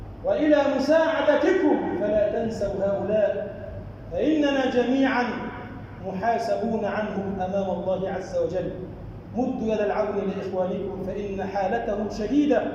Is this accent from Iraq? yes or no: no; Egypt; اللهم اجعل بلدنا مصر بلدا آمنا، مطمئنا